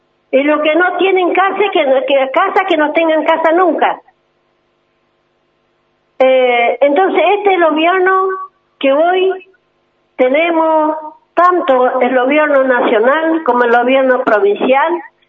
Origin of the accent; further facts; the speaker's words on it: Ingeniero Jacobacci, Río Negro, Argentina; vine de Jacobasi, de mi comunidad, se llama Lolos Juana Torres, soy la Pillancuse de la nuestra comunidad, de la zona Colitoro. También tengo mi casa, vivo en la guarida